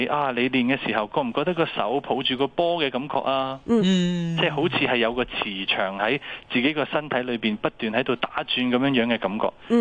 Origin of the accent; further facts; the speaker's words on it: China; 因为我哋中国人有一句说话咧，叫做一元之始，万象更新。